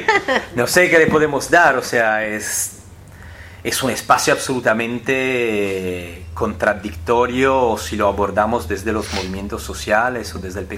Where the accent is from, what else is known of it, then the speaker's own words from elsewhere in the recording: Sardinia, Italy; Y los folclores de los paisanos de Sardeña, que es la región de donde yo vengo